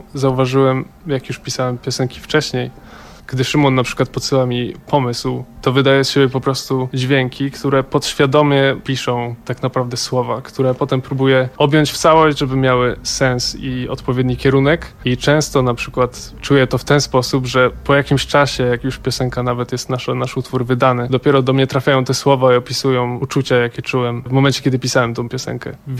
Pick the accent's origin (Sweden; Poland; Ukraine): Sweden; Gothenburg, Västra Götaland; dorastałem w Szwecji, w Göteborgu, bo chodziłem tam do liceum.